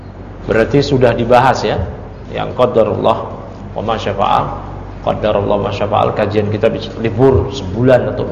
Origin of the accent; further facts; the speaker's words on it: Tanara, Banten, Indonesia; Yang benar itu adalah kampung saya, adalah kampung di daerah Serang Banten, namanya kampung Tanara.